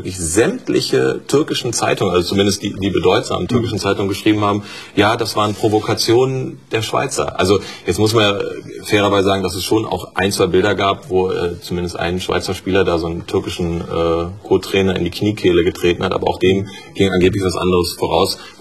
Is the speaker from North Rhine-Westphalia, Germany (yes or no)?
yes; Harsewinkel, North Rhine-Westphalia, Germany; also born or lived in Bielefeld / Gütersloh; Ich komme aus Ostwestfalen, ja. In Bielefeld geboren, Gütersloh zur Schule gegangen und aufgewachsen in Harsewinkel.